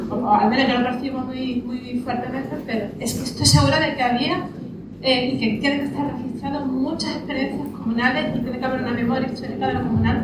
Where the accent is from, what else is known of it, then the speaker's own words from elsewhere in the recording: Málaga, Andalusia, Spain; vengo de Málaga y soy docente, soy maestra.